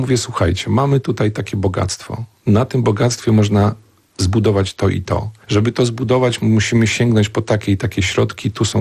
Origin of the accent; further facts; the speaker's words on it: Szczebrzeszyn, Lublin Voivodeship, Poland; born there; dzień dobry, urodziłem się w Szczebrzeszynie, to w Szwecji ja miałem załatwioną po prostu od razu relację z innymi ludźmi